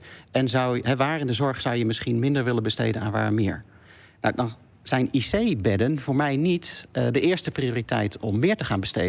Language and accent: Dutch; North Brabant, Netherlands; Nou, ik ben in Brabant opgegroeid.